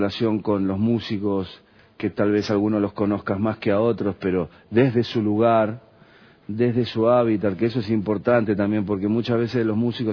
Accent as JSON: {"language": "Spanish", "country": "Argentina", "said": "No, soy argentino, es más que nada un apodo"}